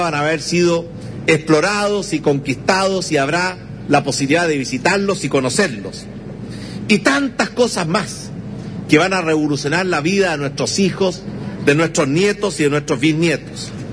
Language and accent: Spanish; Chile; y tenemos también como chilenos prepararnos para que esa transición